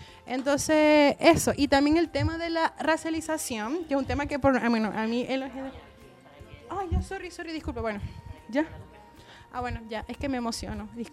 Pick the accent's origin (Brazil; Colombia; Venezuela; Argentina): Venezuela; yo vengo de una de Venezuela de Chávez, ¿no? Yo crecí con Chávez, el único presidente que yo recuerdo